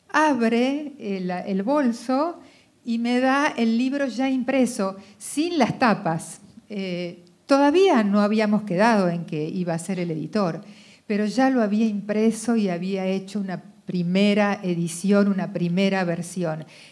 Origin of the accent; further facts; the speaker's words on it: Argentina; que nacimos en la Argentina, somos estos argentinos que fuimos entrenados en esta condición